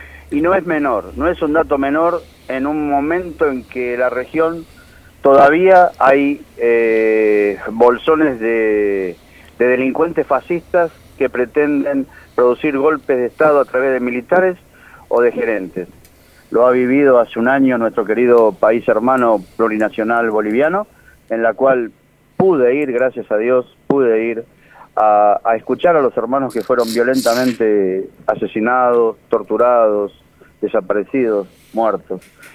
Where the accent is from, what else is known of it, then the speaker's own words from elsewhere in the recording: Mar del Plata, Buenos Aires Province, Argentina; Quien te habla, creció y nací en Mar del Plata, pero crecí al año en una casa que hoy, a sus 91 años, mi madre la define como su palacio.